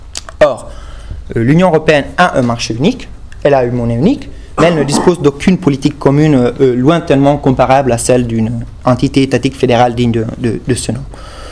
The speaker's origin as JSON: {"language": "French", "region": "Aosta Valley", "country": "Italy", "said": "Moi, je vois ça très bien chez moi en Val d'Aoste"}